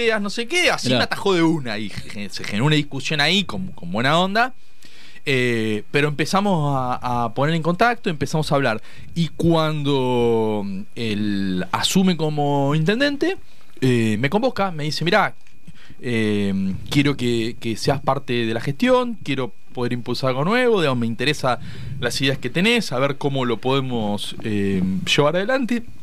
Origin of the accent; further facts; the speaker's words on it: Lomas de Zamora, Buenos Aires Province, Argentina; Como joven, nacido y criado en Lomas de Zamora, que transitó su adolescencia en los 90